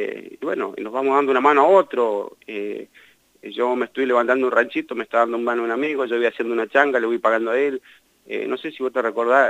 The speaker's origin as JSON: {"language": "Spanish", "country": "Argentina", "said": "todos somos argentinos y todos necesitamos laburar"}